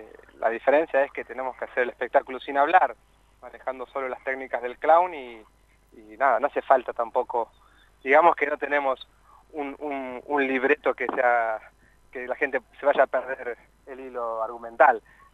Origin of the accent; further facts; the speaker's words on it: Buenos Aires, Argentina; somos cordobeses truchos. Nosotros somos de Buenos Aires y estamos viviendo en la sierra, cerquita de Carlos Paz, hace ya 8 años.